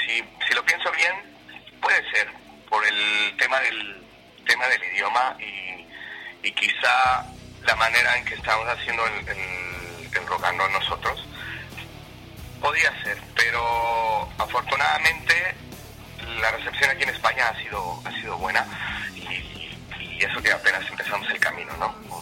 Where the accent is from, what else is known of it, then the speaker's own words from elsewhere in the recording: Mexico City, Mexico; moved away; Sí, yo vengo de la Ciudad de México y ya tengo por acá 11 años.